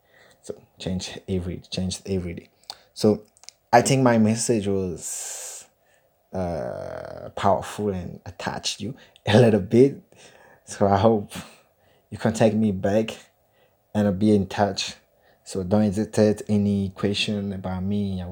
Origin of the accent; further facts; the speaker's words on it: Gabon; English is a second language; As you read on my CV, I'm from Gabon. It's a French country.